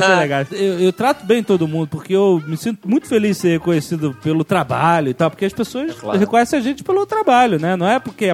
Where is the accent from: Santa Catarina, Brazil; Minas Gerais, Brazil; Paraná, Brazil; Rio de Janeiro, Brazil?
Rio de Janeiro, Brazil; eu sou do Rio, então sabe. Eu posso falar.